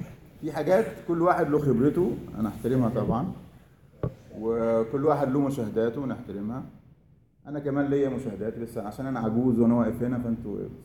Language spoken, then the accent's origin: Arabic; Egypt; لا احنا عندنا في مصر عاده كوبايتنا ازاز